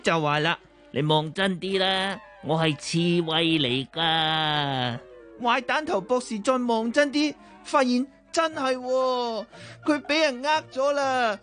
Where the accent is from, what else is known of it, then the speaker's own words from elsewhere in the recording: Japan; Cantonese is a second language; 各位老师，各位同学，大家好，我是来自日本的